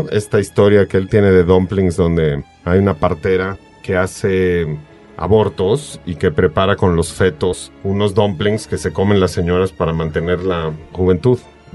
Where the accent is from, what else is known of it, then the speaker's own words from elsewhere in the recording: Mexico; podemos bien fácil como mexicanos apropiarnos del canibalismo como algo históricamente relacionado con nosotros.